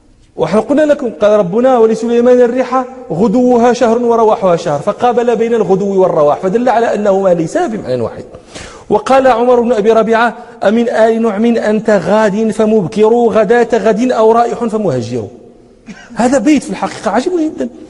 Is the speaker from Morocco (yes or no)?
yes; Morocco; افتحنا عندنا في المغرب الباكور، باكورة الفاكهة